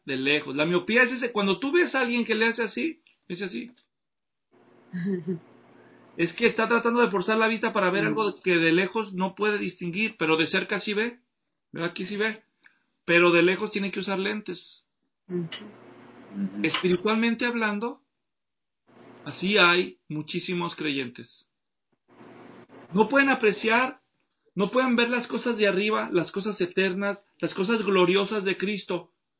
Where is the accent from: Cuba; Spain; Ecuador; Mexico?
Mexico; Yo crecí en México, soy mexicano, para los que nos ven en otros países.